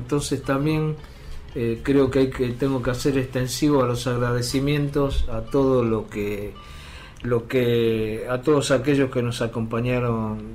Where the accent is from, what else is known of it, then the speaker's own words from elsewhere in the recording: Buenos Aires, Argentina; Yo vengo de un barrio, vengo del barrio de Nueva Pompeya, en donde cuando era chico la gente se jubilaba temprano